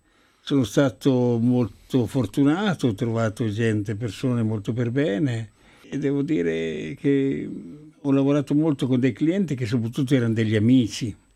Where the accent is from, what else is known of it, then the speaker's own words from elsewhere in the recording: Lombardy, Italy; io sono brianzolo quindi non posso dire diversamente